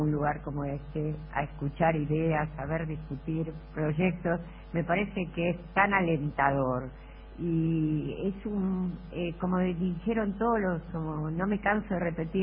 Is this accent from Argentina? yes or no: yes; Argentina; lo que nos enorgullece como argentinos.